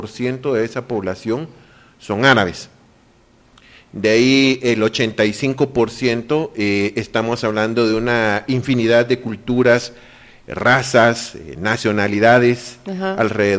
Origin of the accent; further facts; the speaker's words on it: Guatemala; nosotros como latinoamericanos, que en este caso, por ejemplo, nosotros somos guatemaltecos, no somos árabes